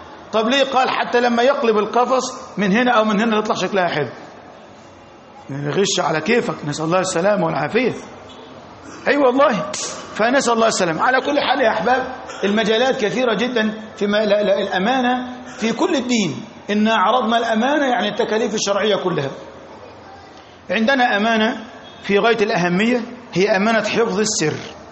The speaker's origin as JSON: {"language": "Arabic", "country": "Egypt", "said": "احنا عندنا في مصر مثلا"}